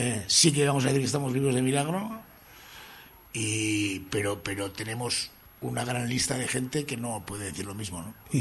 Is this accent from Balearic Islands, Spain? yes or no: no; Bilbao, Basque Country, Spain; Porque somos de Bilbo, porque compartíamos los adoquines del casco viejo, nos cruzábamos, los veíamos